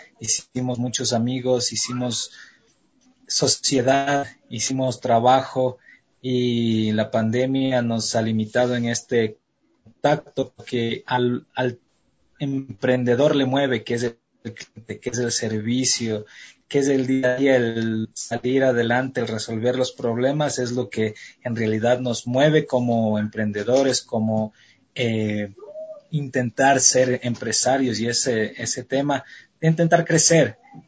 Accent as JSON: {"language": "Spanish", "town": "Quito", "region": "Pichincha", "country": "Ecuador", "said": "yo soy quiteño, tengo 31 años. Mis papás son, mi papá es de aquí de Quito y mi mamá es propia de Azogues."}